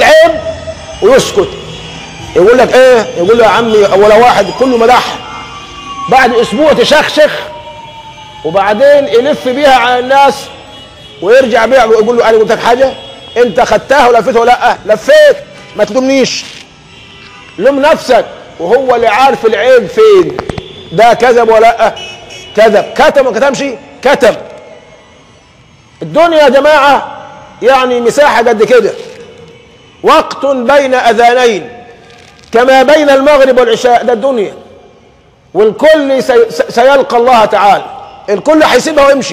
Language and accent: Arabic; Egypt; حتى عندنا مثل كمصريين دمنا خفيف بنقول فيه الحلال بيعمل ايه؟